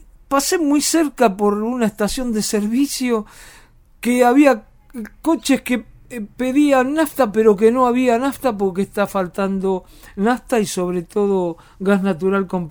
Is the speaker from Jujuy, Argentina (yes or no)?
no; Buenos Aires, Argentina; Yo soy de Boedo, todos los días trabajo en Almagro